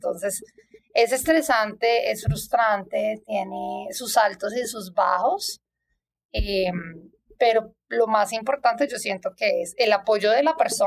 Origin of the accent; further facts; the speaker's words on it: Bogotá, Colombia; now in Toronto, Canada; yo soy de Bogotá, siempre nací allá, crecí allá